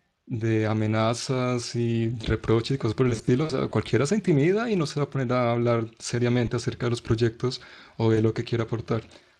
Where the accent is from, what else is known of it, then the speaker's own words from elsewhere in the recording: Manizales, Caldas, Colombia; Yo soy de Manizales, del capítulo Colombia también.